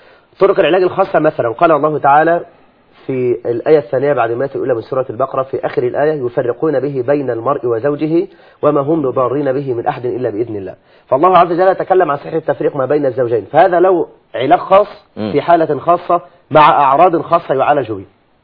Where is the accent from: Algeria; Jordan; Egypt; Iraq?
Egypt; عندنا في مصر هذا ليس من اليسير.